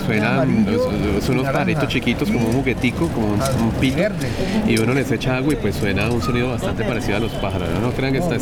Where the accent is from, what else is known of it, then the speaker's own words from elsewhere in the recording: Cali, Valle del Cauca, Colombia; Yo quiero un pajarito zapote, como decimos en mi tierra.